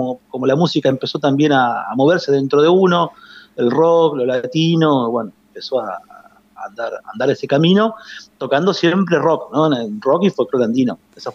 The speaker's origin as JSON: {"language": "Spanish", "town": "Tandil", "region": "Buenos Aires Province", "country": "Argentina", "tie": "born or raised there", "lives_now": "Ayacucho, Argentina", "said": "soy nacido en Tandil, yo soy tandilense. Ah, bien, soy tandilense, enamorado de Tandil, y vivo hace unos 12 años en Ayacucho, pero siempre tengo el corazón tira al pueblo"}